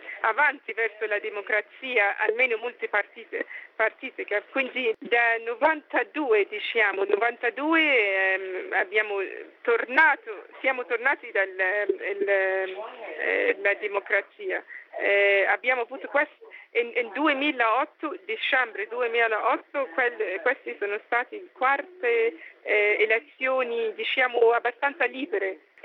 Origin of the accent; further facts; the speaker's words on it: Ghana; Italian is a second language; ho deciso di tornare nel mio paese principale, in Ghana